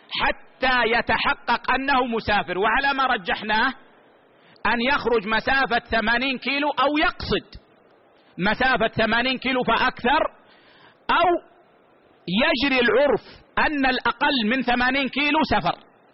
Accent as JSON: {"language": "Arabic", "country": "Saudi Arabia", "said": "والله عندنا في السعودية مشددين، ممنوع شرب الخمر"}